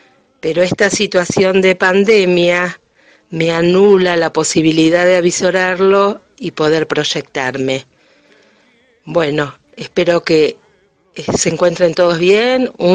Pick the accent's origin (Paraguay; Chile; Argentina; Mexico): Argentina; San Lorenzo; soy de San Lorenzo